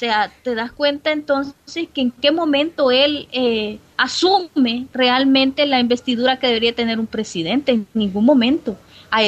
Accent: Francisco Morazán, Honduras; uno de los municipios del departamento al que soy, del departamento de Francisco Morazán. Tegucigalpa es la cabecera departamental.

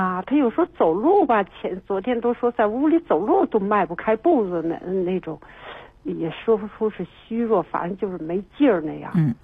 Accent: Beijing, China; 我们是北京人

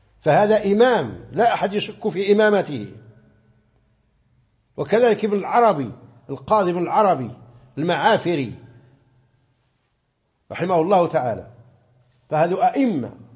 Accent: Morocco; كما مر معنا مثلا في القنوت، في قنوت الصبح عندنا في المغرب

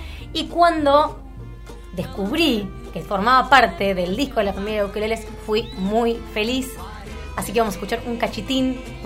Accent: Buenos Aires Province, Argentina; Nací en la Ciudad de Buenos Aires, pero viví toda mi vida, bueno, en provincia.

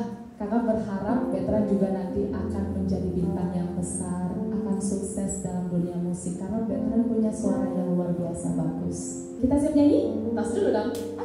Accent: Medan, North Sumatra, Indonesia; saya orang Medan.

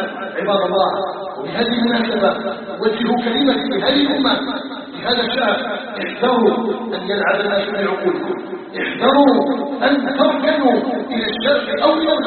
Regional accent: Algeria; هي قضية بلدنا الجزائر. وما أدراكم الجزائر؟ الجزائر قطعة من بلاد الإسلام، فيها نبتنا وعلى حبها أيها الناس ثبتنا.

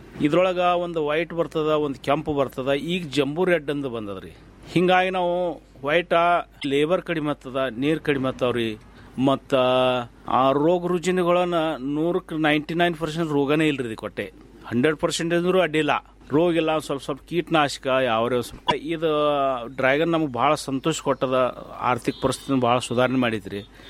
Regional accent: Ratnapur, Karnataka, India; ನಮ್ಮ ಊರು ರತ್ನಾಪುರ ತಾಲೂಕು ತಿಕೋಟ ಜಿಲ್ಲಾ ಬಿಜಾಪುರದವ್ರು ನಾವು.

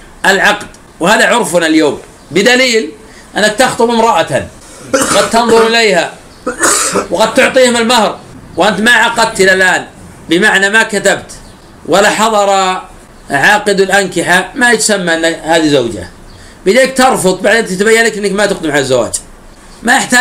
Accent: Najd, Saudi Arabia; كما يفعل الآن بعض الناس في عادة عندنا في نجد

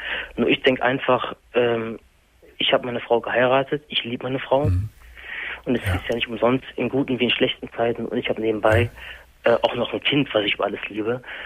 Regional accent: Germany; Ich bin Deutscher.

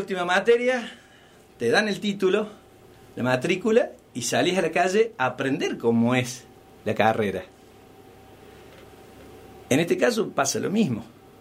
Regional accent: Villa Dolores, Córdoba, Argentina; now in Los Hornillos, Argentina; Yo soy oriundo de Tras la Sierra, soy de Villa Dolores, nacido y criado aquí en Tras la Sierra

